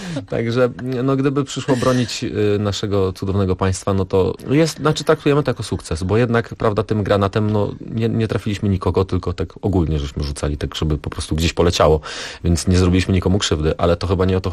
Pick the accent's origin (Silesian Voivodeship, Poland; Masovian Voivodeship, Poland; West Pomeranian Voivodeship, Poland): Silesian Voivodeship, Poland; Rybnik; bo my jesteśmy z Rybnika, a tam mamy olbrzymi, cudowny Zalew Rybnicki